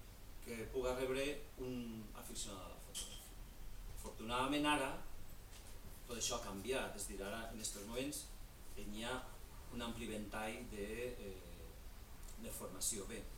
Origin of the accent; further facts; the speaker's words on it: Ontinyent, Valencian Community, Spain; el Col·legi Martínez Valls d'Ontinyent, d'on soc jo